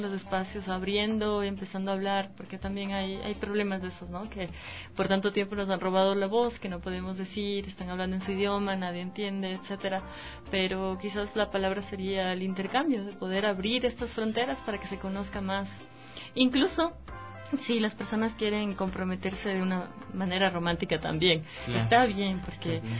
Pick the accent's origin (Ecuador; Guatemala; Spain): Ecuador; Puyo, Pastaza; also born or lived in Riobamba; yo particularmente soy amazónica andina. Uh-huh. Nací en Riobamba y viví en el Puyo desde que tengo 2 años.